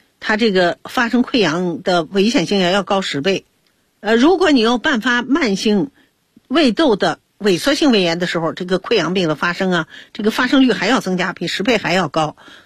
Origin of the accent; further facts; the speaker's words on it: China; 所以它在这个我们中国人的心目中啊，灵芝是非常好的东西